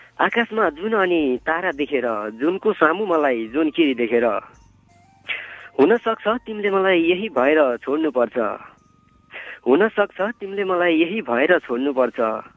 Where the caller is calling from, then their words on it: Bhojpur, Koshi Province, Nepal; म भोजपुर माने भन्ज्याङबाट … बोल्दैछु।